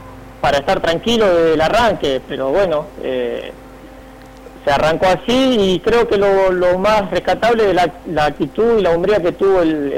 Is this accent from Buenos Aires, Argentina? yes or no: yes; Buenos Aires, Argentina; yo soy de Buenos Aires, tengo una familia formada con dos nenas, mi señora, así que bueno, vivo acá en González acá.